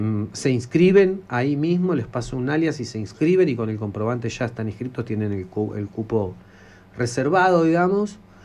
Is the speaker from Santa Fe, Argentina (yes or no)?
no; Buenos Aires, Argentina; Soy un porteño que quiere conectar con gente de acá, de Córdoba, de Mendoza, de San Juan